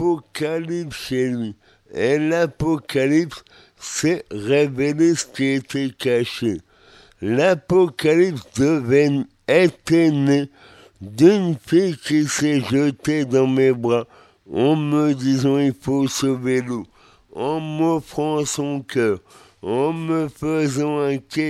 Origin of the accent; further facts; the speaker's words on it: Brest, Brittany, France; j'arrivais dans ma ville natale, à Brest